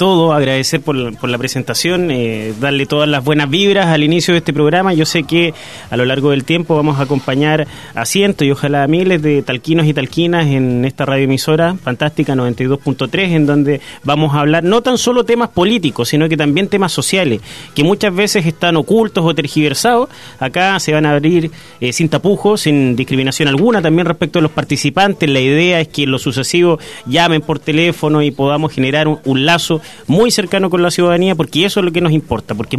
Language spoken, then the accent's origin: Spanish; Constitución, Maule, Chile; now in Talca, Chile; yo soy un joven maucho, yo soy oriundo de Constitución, que ya me siento talquino, llevo varios años, pues yo llegué cuando cumplía 18 años acá a esta comuna, ya tengo 29